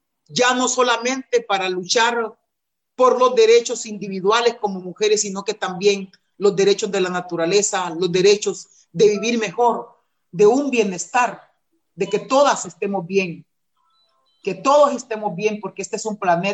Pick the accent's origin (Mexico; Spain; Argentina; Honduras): Honduras; Ese es un plan macabro para el tercer destierro del pueblo garífuna. Y tenemos que enfrentar eso, y las mujeres estamos enfrentándolo.